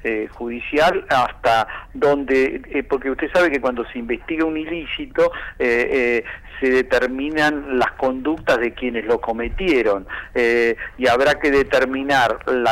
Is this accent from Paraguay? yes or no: no; Argentina; Y eso me parece absolutamente ponderable como argentino. No, yo no soy de Chubut, le aviso que no conozco a ninguno de los integrantes del Superior Tribunal.